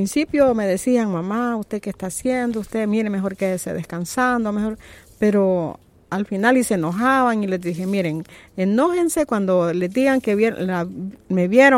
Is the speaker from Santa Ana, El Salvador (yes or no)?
no; Tonacatepeque, San Salvador, El Salvador